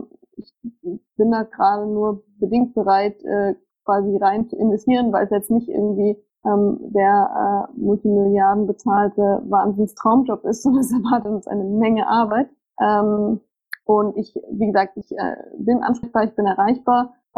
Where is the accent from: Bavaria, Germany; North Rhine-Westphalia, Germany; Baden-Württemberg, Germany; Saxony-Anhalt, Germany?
Bavaria, Germany; Munich; Also ich komme aus München, ich kenne da relativ viele Leute